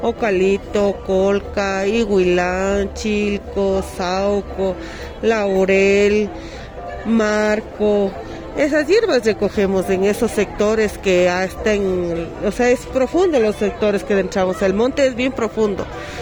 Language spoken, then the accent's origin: Spanish; Quito, Pichincha, Ecuador; yo soy de aquí, de la ciudad de Quito, soy yo, de aquí del barrio la Nueva Aurora Alta, que está en la parroquia La Libertad.